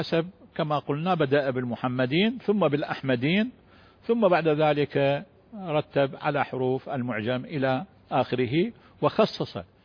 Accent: Baghdad, Baghdad Governorate, Iraq; مدفون عندنا في بلدتنا بالمناسبة في العظمية

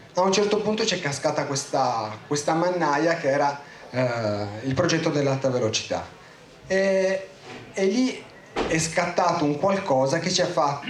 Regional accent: Piedmont, Italy; Io sono cresciuto in Valle di Susa, sono nato e cresciuto lì

